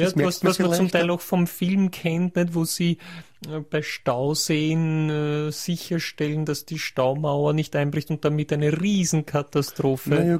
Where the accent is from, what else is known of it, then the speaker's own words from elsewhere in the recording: Linz, Upper Austria, Austria; Oder kann man das als Linzer, wenn ich mich jetzt auf den... Weiß ich nicht